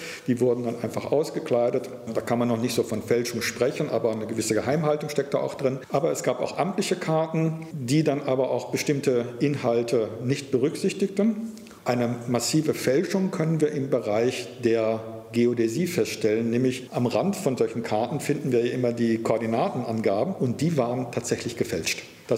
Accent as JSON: {"language": "German", "region": "North Rhine-Westphalia", "country": "Germany", "tie": "born or raised there", "said": "ich bin am Niederrhein aufgewachsen, dort gab es einen Flughafen der Royal Air Force."}